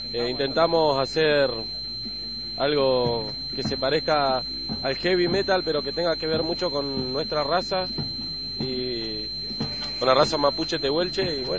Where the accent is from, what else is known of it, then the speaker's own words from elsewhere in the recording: Paso de Indios, Chubut, Argentina; venimos de Paso de Indios.